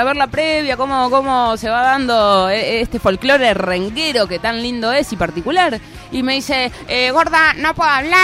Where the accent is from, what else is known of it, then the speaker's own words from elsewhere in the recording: Rosario, Santa Fe, Argentina; also born or lived in Gálvez; he sido nacida aquí, criada durante un tiempo de vida y después me llevaron a esa ciudad hermosa, intitulada Galvez Cere.